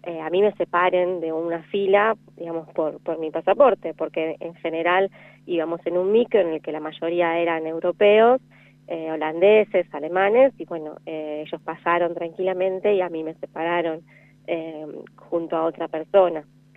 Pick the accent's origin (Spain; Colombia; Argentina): Argentina; como argentinos a veces tenemos otras experiencias